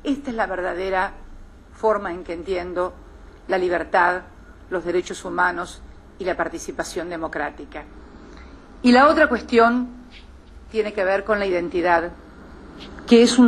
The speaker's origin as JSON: {"language": "Spanish", "country": "Argentina", "said": "creo que estamos ayudándonos a nosotros, como argentinos, a ser una sociedad más justa"}